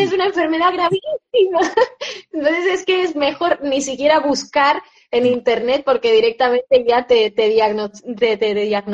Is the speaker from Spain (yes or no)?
yes; Spain; Un gusto también que estés en España, en mi país